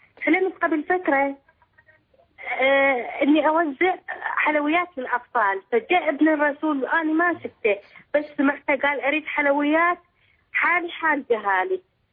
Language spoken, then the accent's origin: Arabic; Iraq; من العراق.